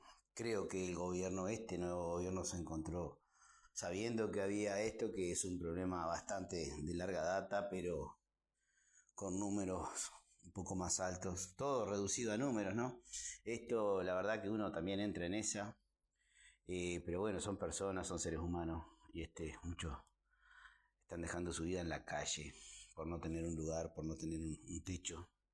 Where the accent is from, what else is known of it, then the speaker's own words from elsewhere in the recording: Uruguay; la verdad nos viene como uruguayos, y con un poquito de sensibilidad nos tiene que por lo menos conmover un poco